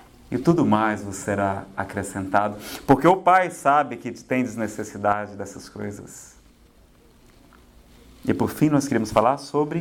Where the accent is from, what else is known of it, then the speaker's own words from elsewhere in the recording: Ceará, Brazil; Eu acho tão bom tomar banho, pessoal, não sei se é porque eu sou do Ceará, mas é tão bom tomar banho.